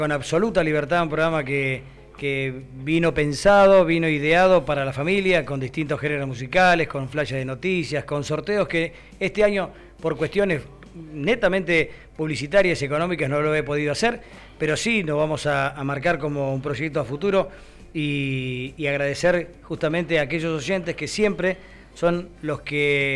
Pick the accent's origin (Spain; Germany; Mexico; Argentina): Argentina; Cañuelas, Buenos Aires Province; somos de Cañuelas